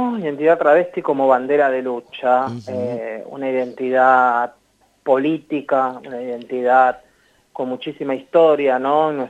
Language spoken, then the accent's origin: Spanish; Argentina; Como travestis argentinas, cuando nosotras vamos a tomar un mate entre compañeras, amigas, en los barrios